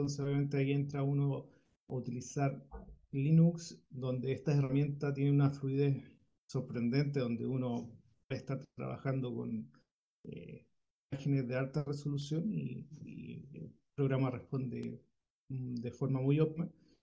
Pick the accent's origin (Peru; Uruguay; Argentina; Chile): Chile; aprovecho de indicar de que soy de Chile